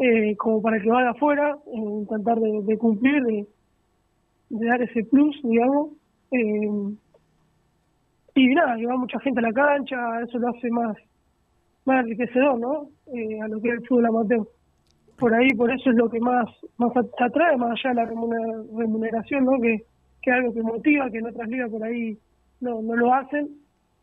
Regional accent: Tandil, Buenos Aires Province, Argentina; Sí, sí, soy de Tandil, sí.

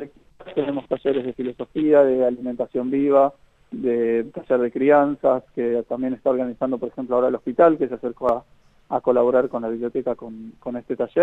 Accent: Buenos Aires, Argentina; now in Lago Puelo, Argentina; Yo que vengo de Buenos Aires, así que conozco, digamos, cómo es la vida en Buenos Aires y esta vida. Decidí mudarme, particularmente yo, ¿no? Es mi historia. Y apenas llegué a Lago Puelo, es una vida mucho más tranquila, mucho más amistosa.

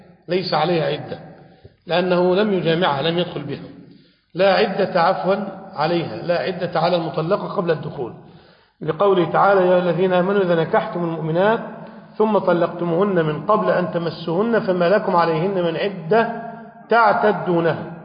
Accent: Damietta Governorate, Egypt; من بعض المشايخ الكبار عندنا في دمياط

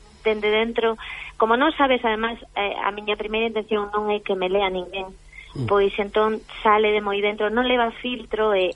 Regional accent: Pontevedra, Galicia, Spain; first language Spanish; Galician is a second language; Eu, o galego, por desgraza, ainda que somos galegos, ás veces, eu empecé a estudiar lingua galega en sexto de primaria

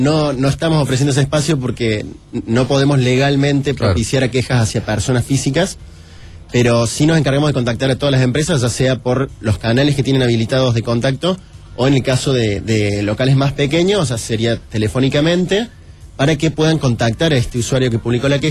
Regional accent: Córdoba, Argentina; Yo soy de Córdoba.

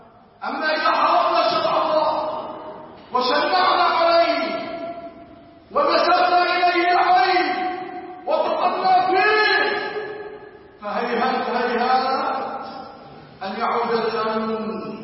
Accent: Egypt; كل يوم كل ليلة ونحن نرجع في بلادنا مصر

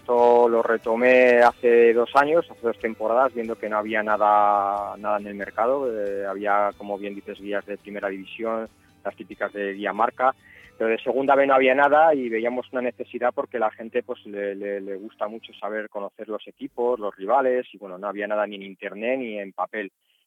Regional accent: Bilbao, Basque Country, Spain; now in Alicante, Spain; Yo además estoy en esta zona de Alicante, aunque soy de Bilbao, como bien sabes

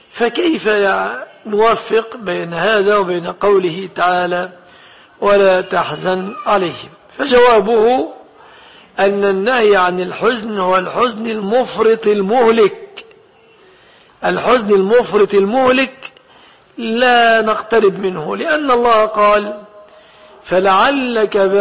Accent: Egypt; وفي بلادنا مصر هي الأهرامات شاهدة على أهلها بذلك

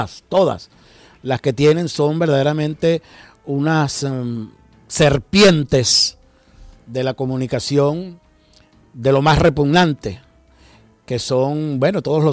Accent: Venezuela; Es verdaderamente terrible que nos suceda eso como venezolanos

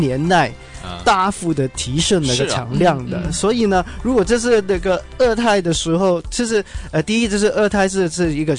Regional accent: Hong Kong; 作为一个香港人，其实我不太关心那个奶粉的问题

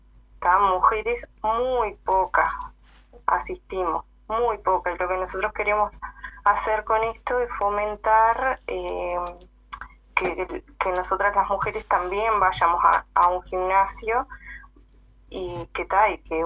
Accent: Cerro Colorado, Florida, Uruguay; somos un grupo de la localidad acá de Cerro Colorado porque no somos de Florida, sino que de un pueblo de Cerro Colorado.

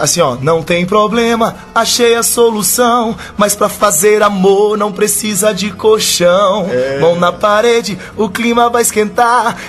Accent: Água Boa, Minas Gerais, Brazil; Minas Gerais. Sou de Água Boa.

